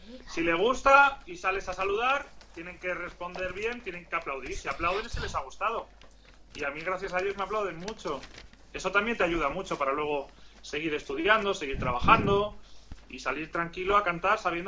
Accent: Spain; yo soy español y me siento español y me encanta la música española

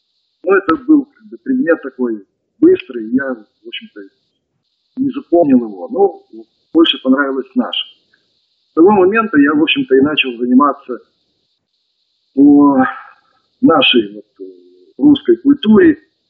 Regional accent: Izmail, Odesa Oblast, Ukraine; born there; В общем-то, родился я в городе Измаиле. Измаил находится в дельте Дуная.

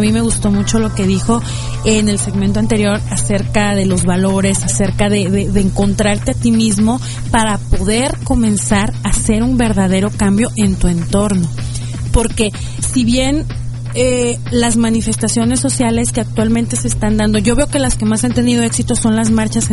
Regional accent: Mexico; ¿Cómo estamos nosotros como mexicanos exigiendo el cambio en nuestro país?

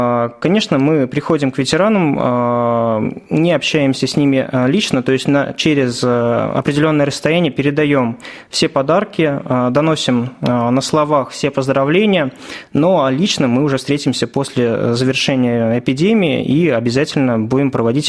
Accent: Shuya, Ivanovo Oblast, Russia; now in Ivanovo, Russia; Я сам родом из Шуя, но переехал в город Иваново, поскольку поступил как раз-таки в ВУЗ, стал студентом

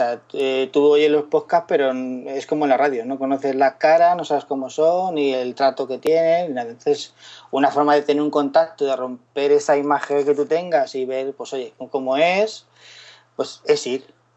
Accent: Alicante, Valencian Community, Spain; soy de Alicante, estoy en el GUN de Alicante

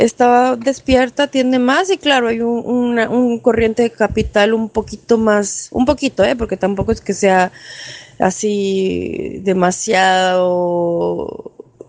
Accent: Puebla, Mexico; now in New York, United States; un año y medio ya viviendo permanentemente en Nueva York. Yo soy originalmente de México, de la ciudad de Puebla.

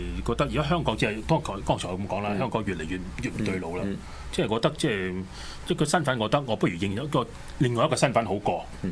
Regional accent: Ontario, Canada; 以前我會話我 I'm from Hong Kong， 而家我都唔會話我 I'm from Hong Kong 啦，我話 I'm Ontarian， 即係話我係安大略省嚟嘅人。

